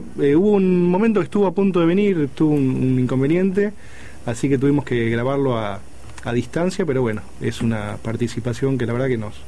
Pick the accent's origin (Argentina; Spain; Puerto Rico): Argentina; Ramallo, Buenos Aires Province; born there; En Ramallo, es en el lugar donde yo nací